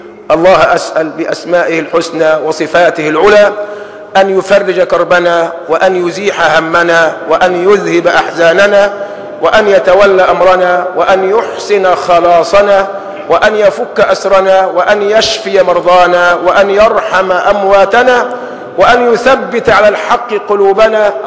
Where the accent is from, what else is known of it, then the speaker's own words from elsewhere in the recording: Egypt; ما يربطني به إلا أنه مصري وأنا مصري.